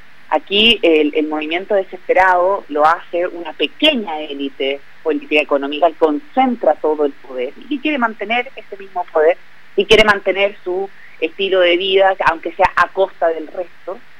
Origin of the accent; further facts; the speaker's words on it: Chile; ir modelando el país que se ajuste a lo que nosotras como chilenas y chilenos necesitamos